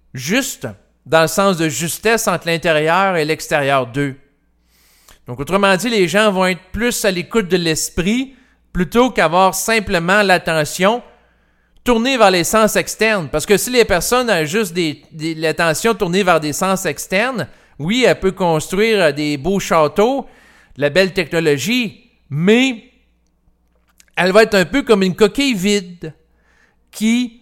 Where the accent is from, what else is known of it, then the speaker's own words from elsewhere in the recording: Quebec City, Quebec, Canada; quand j'étais jeune, je vivais à Québec et j'allais à l'hôpital L'Enfant Jésus.